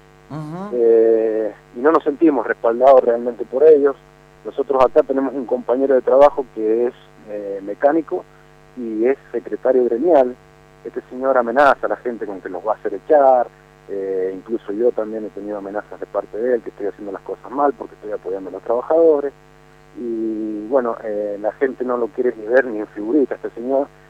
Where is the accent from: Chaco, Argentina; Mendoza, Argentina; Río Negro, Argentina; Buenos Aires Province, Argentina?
Mendoza, Argentina; Maipú; somos maipucinos, somos mendocinos